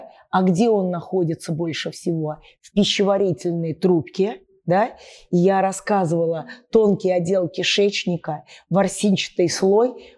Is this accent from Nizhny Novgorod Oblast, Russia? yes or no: yes; Nizhny Novgorod, Nizhny Novgorod Oblast, Russia; я из Нижнего Новгорода